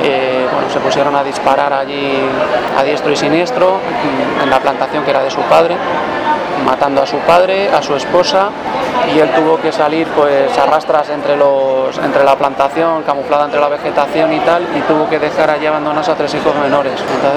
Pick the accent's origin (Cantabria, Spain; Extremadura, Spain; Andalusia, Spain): Extremadura, Spain; Pertenezco a una ONG pequeña que nació en mi pueblo, en Extremadura